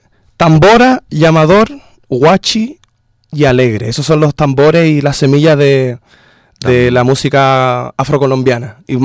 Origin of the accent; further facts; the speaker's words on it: Chile; Pero para nosotros, como chilenos, por ejemplo, crecer escuchando salsa es muy raro.